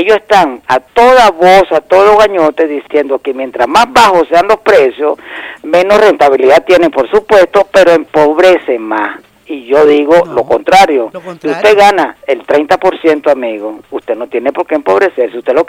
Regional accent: Venezuela

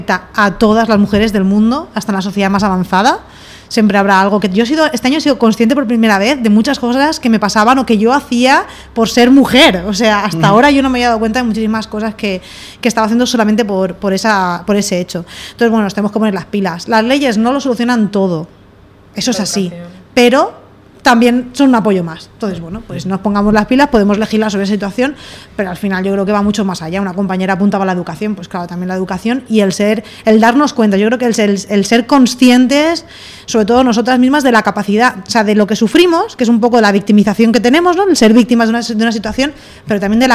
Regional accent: Elche, Valencian Community, Spain; Yo vengo de Elche

